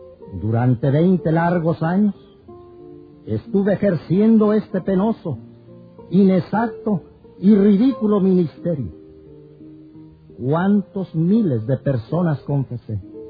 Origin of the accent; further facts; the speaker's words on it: Michoacán, Mexico; born there; Nací en Michoacán, México, en el seno de una familia profundamente católica.